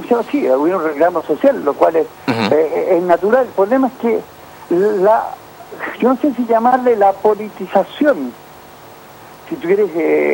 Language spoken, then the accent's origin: Spanish; Lota, Biobío, Chile; Porque yo soy penquista, más bien soy lotino, sí.